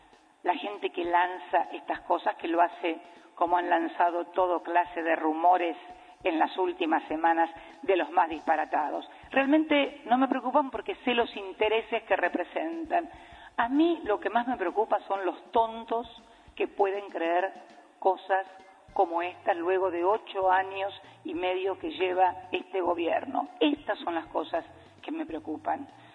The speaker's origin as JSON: {"language": "Spanish", "country": "Argentina", "said": "Yo soy argentina, se sabe que es."}